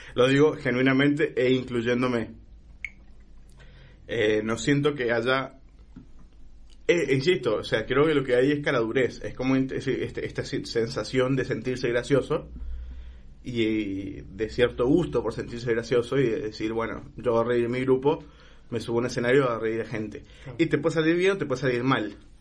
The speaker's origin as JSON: {"language": "Spanish", "country": "Honduras", "moved": "yes", "said": "yo no sueno como hondureño. No hablo como hondureño porque hace mucho tiempo estoy acá y porque antes de estar acá viví en muchos países que no hablaban como hondureños, claramente."}